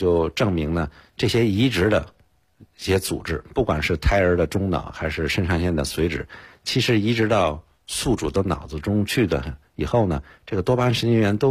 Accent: China; 因为我们毕竟是在中国长大的，在中国受的这个医学院的一个教育

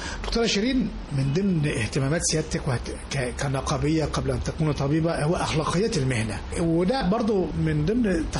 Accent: Egypt; ما يقلقنا كمواطن مصري فعلا اللي بيحصل ده يا فندم

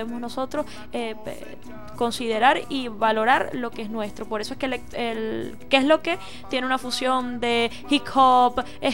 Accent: Cumanacoa, Sucre, Venezuela; Humanacoa, Estado Sucre

